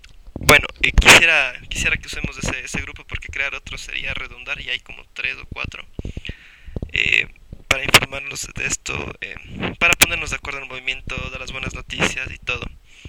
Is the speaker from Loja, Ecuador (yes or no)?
no; Quito, Pichincha, Ecuador; Creo que todos somos de Quito